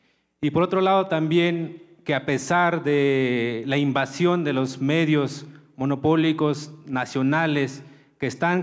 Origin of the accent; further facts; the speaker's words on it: Tlahuitoltepec, Oaxaca, Mexico; Muy buenos días, soy de Tlahuitoltepec.